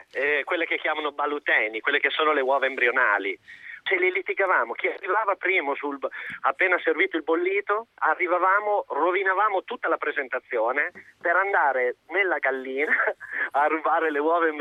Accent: Modena, Emilia-Romagna, Italy; noi siamo di Modena, quindi la vigilia possiamo fare qualsiasi cosa

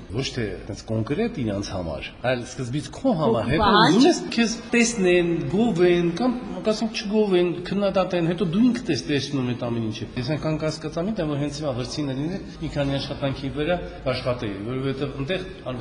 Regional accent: Yerevan, Armenia; ես քանի որ ստեղից եմ, ասենք Երևանում եմ ծածում, Երևանն եմ սիրում, ճաշի որ ավելի շատ Երևանցի եմ, ասենք ստեղ չեմ ապրել, միշտ եկել եմ ամռանը երեխա ժամանակից

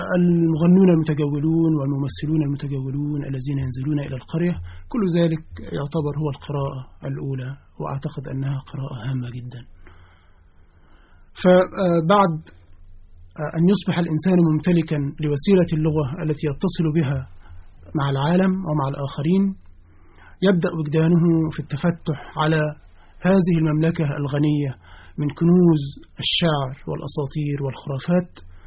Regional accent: Ramlet al-Anjab, Monufia Governorate, Egypt; فأنا من مواليد قرية اسمها رملة الأنجب من مركز أشمون في محافظة المنوفية

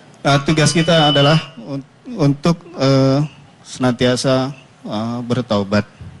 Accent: Bintaro, Banten, Indonesia; saya dari Bintaro.

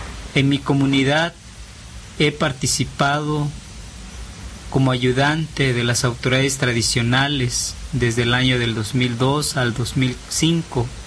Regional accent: Xochistlahuaca, Guerrero, Mexico; born there; En el ejido donde yo nací, en el ejido de Xochislahuaca, he participado en la defensa de nuestro territorio

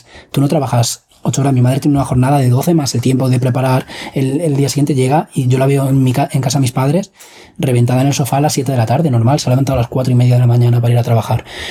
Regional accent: Madrid, Community of Madrid, Spain; Yo me crié en Madrid, en el barrio El Pilar, luego me fui a Alcalá de Henares

